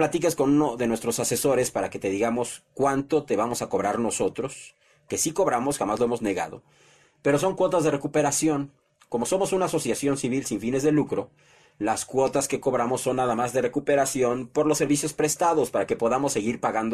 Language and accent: Spanish; Mexico; Vamos a unirnos como mexicanos, no, no como partido político, sino como mexicanos.